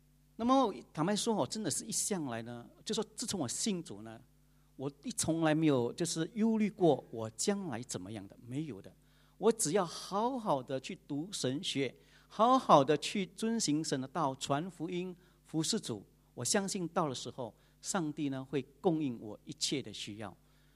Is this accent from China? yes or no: no; Johor, Malaysia; moved away as an adult; now in Seremban, Malaysia; 我的家乡在Johor，我是Johor人， 但是现在已经变成芙蓉人。我大是1998年来到芙蓉的